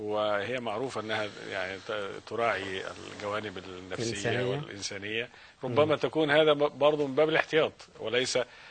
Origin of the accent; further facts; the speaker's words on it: Egypt; رقم أكيد إحنا ننظر له كمصريين رقم ضخم